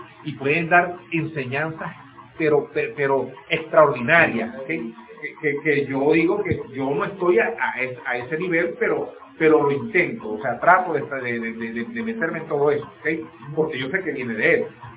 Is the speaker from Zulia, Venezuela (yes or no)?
yes; Maracaibo, Zulia, Venezuela; yo lo digo porque en Maracaibo, yo vengo de Maracaibo, ¿ok?